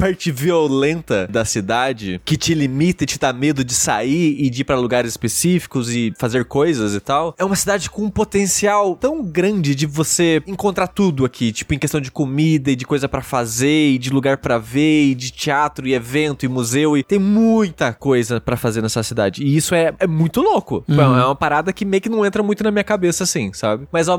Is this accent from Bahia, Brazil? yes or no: no; Queluz, São Paulo, Brazil; Eu lembro que eu crescendo na minha cidade natal, que é Queluz, interior de São Paulo, já citei ela inúmeras vezes nas gravações, cidade pequenininha, de 12 mil habitantes